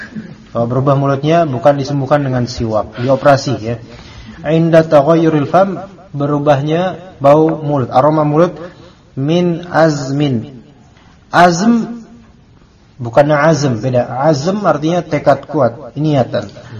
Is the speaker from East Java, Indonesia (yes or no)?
no; Jakarta, Indonesia; biasanya kalau di masjid-masjid di kita nih Betawi